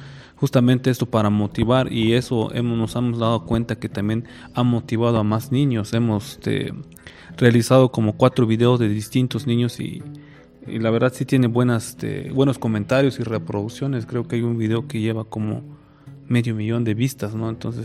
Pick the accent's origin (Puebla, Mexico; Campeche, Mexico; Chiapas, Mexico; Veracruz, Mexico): Chiapas, Mexico; Oxchuc; yo soy originario de Oxchuc